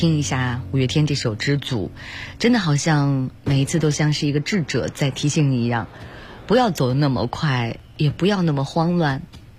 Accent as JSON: {"language": "Chinese", "country": "China", "said": "对于我们中国人来说，2月15号的除夕也是重中之重"}